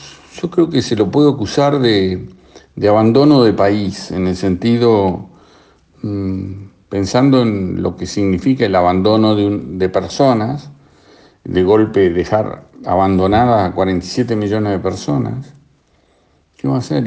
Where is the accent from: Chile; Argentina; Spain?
Argentina; yo soy argentino y tengo que mirar primero el ombligo